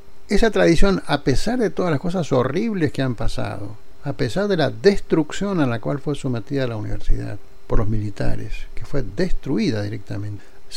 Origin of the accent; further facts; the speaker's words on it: Mendoza, Argentina; moved away as an adult; yo salí de Mendoza y a la semana yo estaba de titular en la Universidad Nacional Autónoma de México.